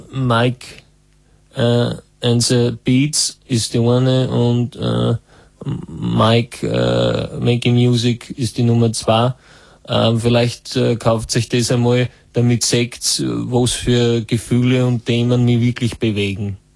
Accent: Vorarlberg, Austria; ich komme aus Vorarlberg zum Teil

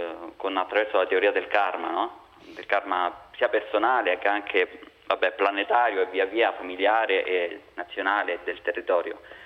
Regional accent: Rome, Lazio, Italy; now in Lodi, Italy; Anch'io sono di Roma, anche se abito a Lodi. Io sono buddista

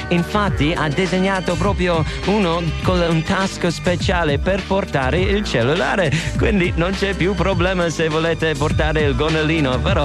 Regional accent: Ireland; Italian is a second language; ma chi ce ne frega, io sono irlandese

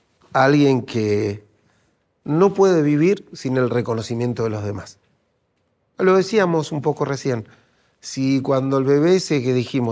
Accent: Argentina; yo porque soy argentino, pues somos muy del café

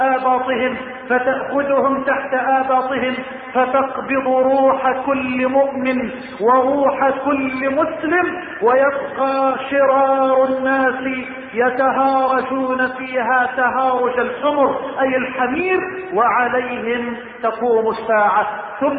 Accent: Egypt; اللهم لا تحرم بلدنا مصر من الأمن والأمان،

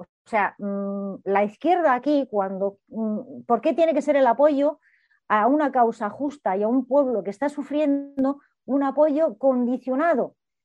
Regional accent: Gaza, Gaza Strip, Palestine; Yo soy de Gaza, de la franja de Gaza, donde gobierna Hamás. Tengo a mi familia, tengo a mi hermana, a mis primas, las tengo ahí.

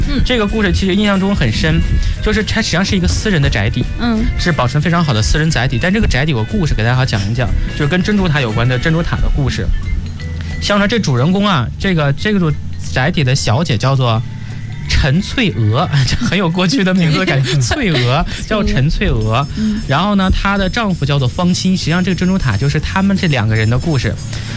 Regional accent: Northeast China, China; 其实我是一个东北人，我的生活环境当中不太会有水这个事情

